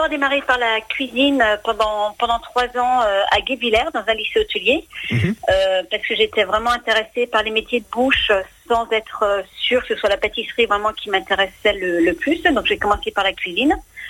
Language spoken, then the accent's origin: French; Niedermorschwihr, Grand Est, France; Je suis originaire d'Alsace, d'un petit village qui s'appelle Niedermorschwihr.